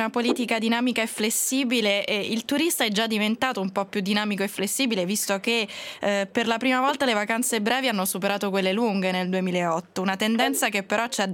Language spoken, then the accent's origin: Italian; Rome, Lazio, Italy; io che sono romana non potevo esimermi dal dirvi questa cosa